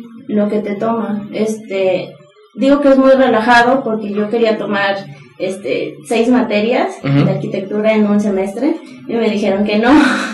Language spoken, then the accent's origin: Spanish; Veracruz, Mexico; now in Puebla, Mexico; yo soy de Veracruz. Entonces yo sentí una especie de cambio cultural, inclusive en lo que es dentro de México, claro, al venirme a Puebla.